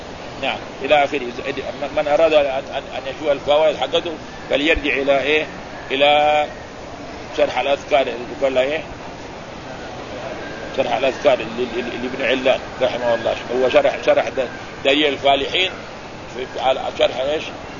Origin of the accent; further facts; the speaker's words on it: Mecca, Makkah Province, Saudi Arabia; فكانوا أول عندنا في مكة هنا كما يعرفون اللي يكون عمره 50 سنة